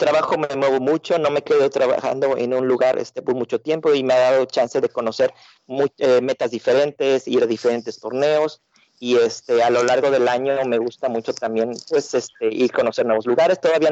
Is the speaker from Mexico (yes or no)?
yes; Mexico; moved away as an adult; now in United States; Yo vengo de México.